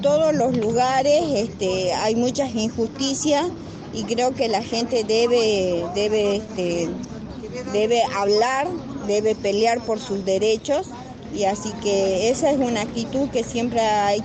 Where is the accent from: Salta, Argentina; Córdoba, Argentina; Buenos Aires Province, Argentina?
Salta, Argentina; Yo soy de Salta, pero de Salta, una provincia grande, geográficamente extensa, diversa, y hemos venido de varios rinconcitos de mi provincia, como ser un Santa Victoria, un Orán, un San Antonio de los Cobres